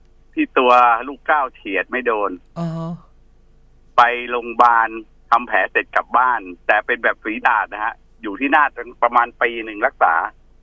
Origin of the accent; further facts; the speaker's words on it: Bangkok, Thailand; ผมเป็นลูกคนเล็กผมเป็นเด็กกรุงเทพ